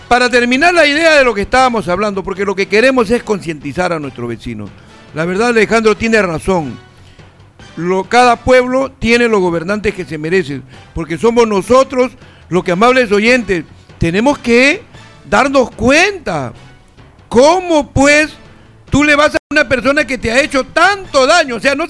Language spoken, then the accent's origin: Spanish; Peru; En realidad somos los peruanos los que permitimos una vez más el ingreso de esta gente